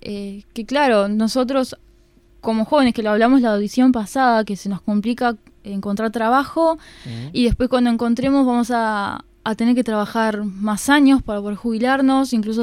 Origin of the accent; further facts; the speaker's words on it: Ciudad de la Costa, Canelones, Uruguay; yo al menos, y bueno, algunos compañeros somos de Ciudad de la Costa